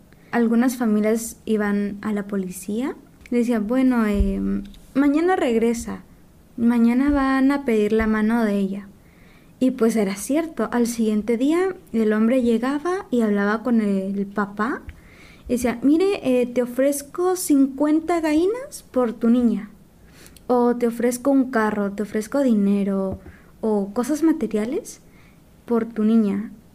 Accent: Xalapán, Jalapa, Guatemala; Mi comunidad está en la frontera con México. Soy de Xalapán, se ubica por Jalapa, es el municipio que digamos, es como el centro.

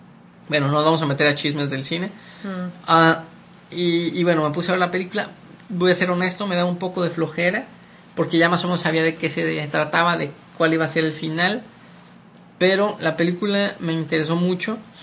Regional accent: Morelia, Michoacán, Mexico; es una asociación de personas que viven en mi estado natal, Michoacán, y en particular en mi ciudad natal, Morelia.

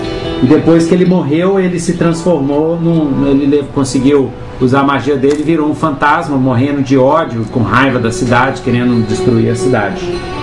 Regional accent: Minas Gerais, Brazil; Mas é verdade, eu sou mineiro e é assim mesmo.

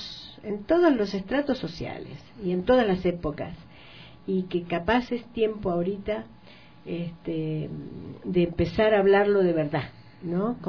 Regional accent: Argentina; pertenezco a una generación violentada, ¿no es cierto? Hemos sido torturados, en mi país ha habido campos de concentración

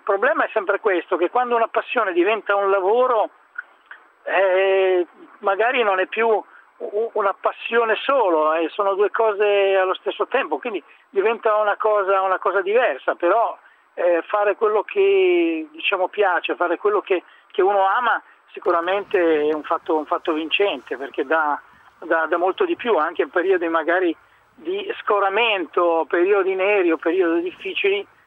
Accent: Emilia-Romagna, Italy; In Romagna, cioè nel mio paese, c'era questa pagnotta pasquale con l'uovo

